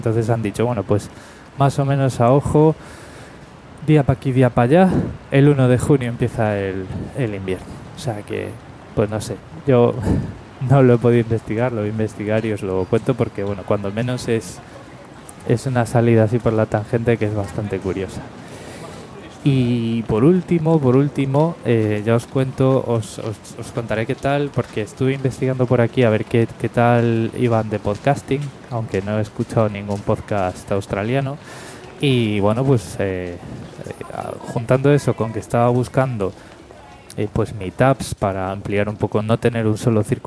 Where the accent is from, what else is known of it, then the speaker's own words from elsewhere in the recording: Spain; yo tengo podcast y soy español, porque me parece un poco pronto